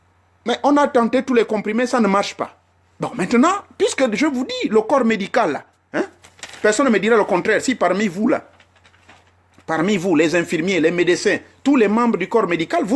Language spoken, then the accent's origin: French; Gabon; Le bois bandé, on ne trouve ça que chez nous au Gabon là-bas.